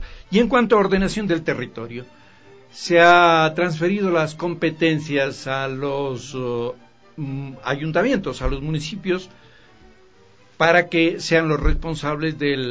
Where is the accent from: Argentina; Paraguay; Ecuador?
Ecuador; Pero resulta que así somos los ecuatorianos.